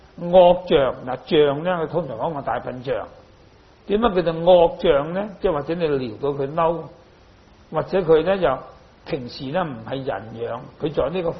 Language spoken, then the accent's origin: Cantonese; Hong Kong; 我出生在香港，长大在香港